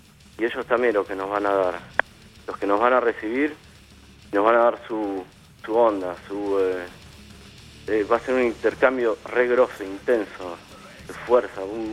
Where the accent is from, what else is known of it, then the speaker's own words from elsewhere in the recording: Argentina; now in Europe; Para mí como argentino es un flash porque estoy en Europa